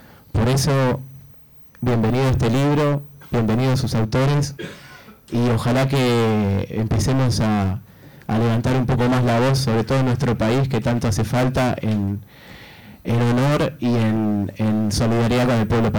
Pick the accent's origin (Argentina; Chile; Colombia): Argentina; como argentinos, como sudamericanos, siempre tratamos de hacer geopolítica situada